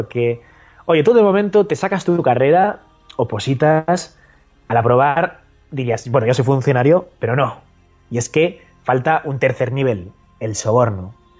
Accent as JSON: {"language": "Spanish", "town": "Zaragoza", "region": "Aragon", "country": "Spain", "said": "Bueno, a ver, hablando de pilares, ya sabes que yo soy de Zaragoza."}